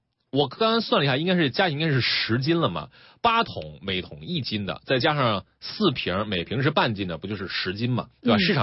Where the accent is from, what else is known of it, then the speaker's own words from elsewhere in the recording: China; 就是现在我们中国人随着这个我们兜里边钱越来越多哈